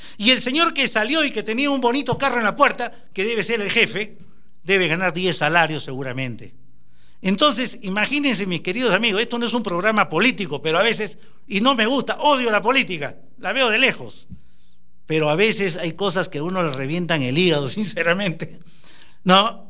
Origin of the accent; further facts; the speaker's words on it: Brazil; now in Peru; Yo vengo de Brasil y ya les conté, allá es un salario mínimo